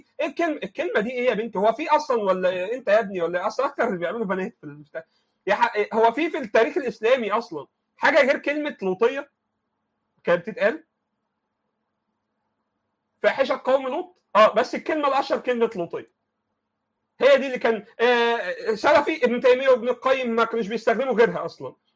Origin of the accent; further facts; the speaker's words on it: Egypt; I'm from Egypt.